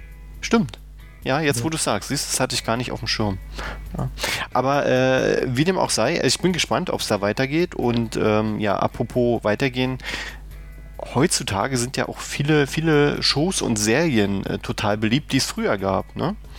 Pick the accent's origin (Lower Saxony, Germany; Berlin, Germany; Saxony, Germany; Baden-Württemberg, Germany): Berlin, Germany; Also zum Beispiel hier als Berliner muss man